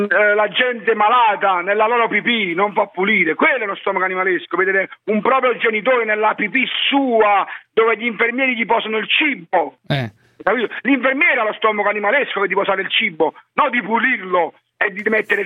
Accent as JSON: {"language": "Italian", "town": "Naples", "region": "Campania", "country": "Italy", "said": "Io sono napoletano e non mi vergogno di essere"}